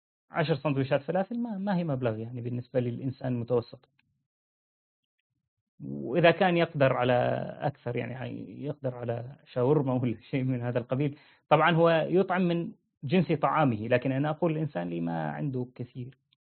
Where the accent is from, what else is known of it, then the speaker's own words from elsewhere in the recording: Syria; أنا سوري، جنسيتي يعني فرحان جدا بجنسية بشار الأسد